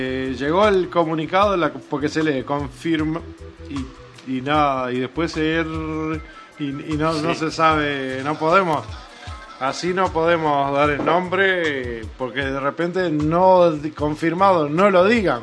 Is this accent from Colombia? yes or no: no; Uruguay; nosotros nos resignábamos como uruguayos a tener simplemente un intendente